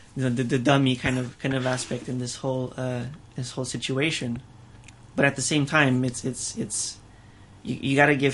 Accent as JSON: {"language": "English", "country": "Romania", "tie": "born or raised there", "said": "Well, I was sort of born and raised in Romania"}